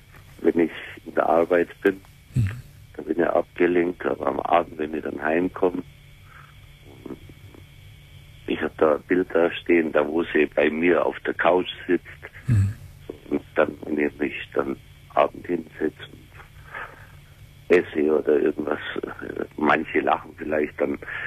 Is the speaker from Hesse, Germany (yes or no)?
no; Bavaria, Germany; wollten wir auf Bayern fahren, in meine Heimat.